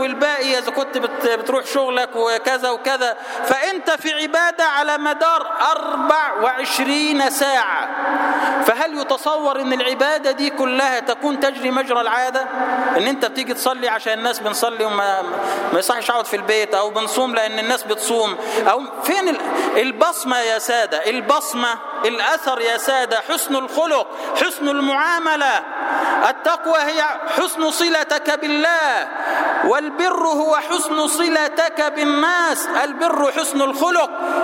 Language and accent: Arabic; Egypt; اجعل بلدنا مصر سلما سلاما، أمنا أمانا